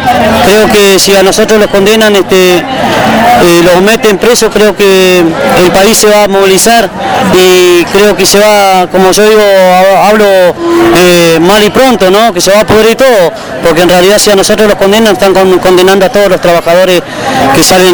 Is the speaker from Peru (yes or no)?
no; Las Heras, Santa Cruz, Argentina; Lo que me duele es que mi pueblo de Las Heras no me acompañe.